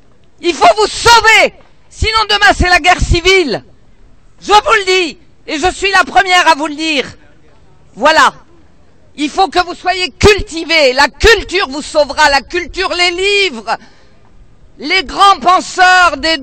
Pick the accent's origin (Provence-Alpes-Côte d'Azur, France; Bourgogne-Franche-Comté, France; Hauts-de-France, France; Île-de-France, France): Île-de-France, France; Paris; born there; je suis née à Château-Rouge, dans un quartier où tout le monde cohabitait, juifs, musulmans, laïcs